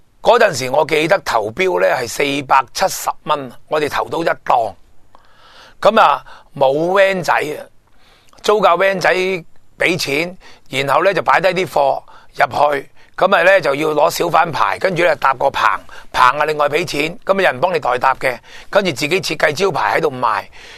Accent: China; 就令到我个人呢就觉得身为中国人自豪啊！

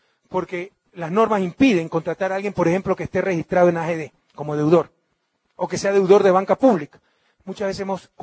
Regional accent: Guayaquil, Guayas, Ecuador; Gracias a Dios yo soy de Guayaquil.

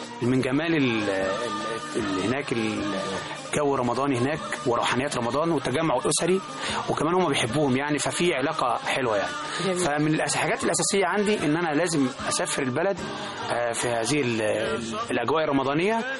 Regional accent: Monufia Governorate, Egypt; now in Cairo, Egypt; كنت أنا من المنوفية، في ريف المنوفية، فطبعا باجي القاهرة هنا عشان شغلي، فعايش في القاهرة من 20 سنة

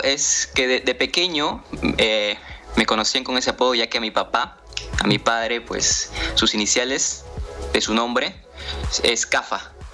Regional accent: Ica, Peru; como ya lo mencionaste, soy de Perú, exactamente vivo en Ica, que es un departamento que está a 4 horas de la capital, que es Lima.

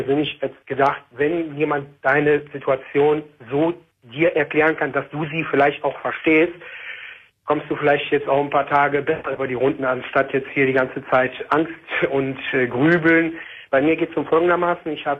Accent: Tunisia; also born or lived in Germany; ich bin ja Tunesier und gebürtig Tunesier und also auch in Deutschland zwar geboren halt, aber halt irgendwo Moslem auch.

